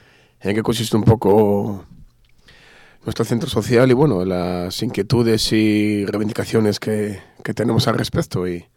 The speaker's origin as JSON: {"language": "Spanish", "town": "Langreo", "region": "Asturias", "country": "Spain", "said": "yo personalmente soy de Llangreu, vivo en Sama"}